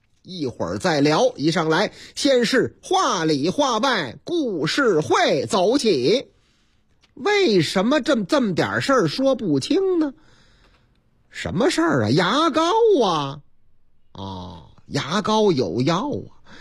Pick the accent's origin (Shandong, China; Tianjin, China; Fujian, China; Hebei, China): Shandong, China; Zhucheng; 话说我老家。山东诸城